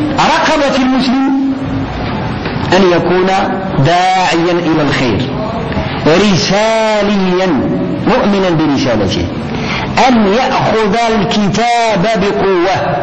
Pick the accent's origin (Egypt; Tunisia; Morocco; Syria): Morocco; كمسلمين أولا وكمغاربة ثانيين.